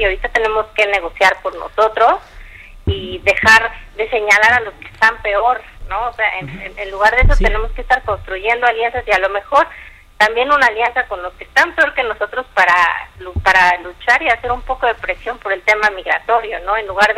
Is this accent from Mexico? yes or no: yes; Mexico; nos toca también como mexicanos empezar a pedirle a nuestros funcionarios